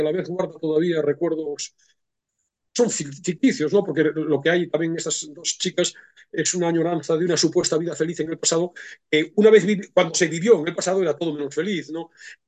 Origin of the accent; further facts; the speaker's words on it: Galicia, Spain; nada tienen que ver con mi adolescencia en Galicia